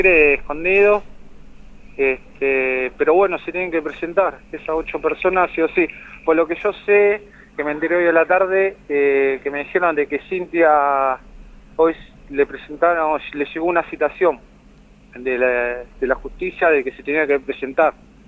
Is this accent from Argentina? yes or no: yes; Buenos Aires, Argentina; yo soy de Buenos Aires, hace un año que estoy acá, trabajando.